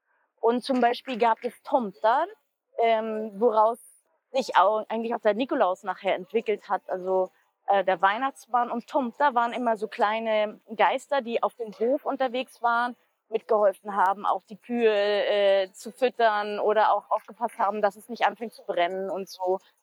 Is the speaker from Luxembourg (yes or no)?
no; Sweden; Also ich bin in Schweden aufgewachsen